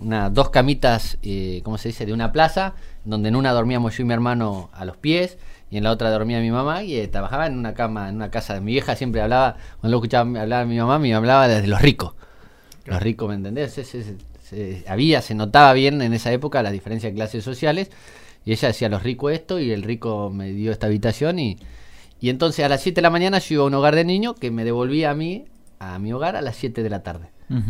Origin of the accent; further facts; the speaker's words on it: Casbas, Buenos Aires, Argentina; born there; Nací en Casbas. Uh-huh. Nací en Casbas, hijo de madre soltera